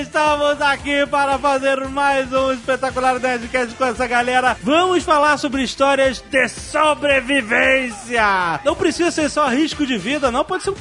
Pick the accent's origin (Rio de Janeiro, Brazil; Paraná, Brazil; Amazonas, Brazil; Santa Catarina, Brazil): Rio de Janeiro, Brazil; eu sou carioca também, eu posso falar.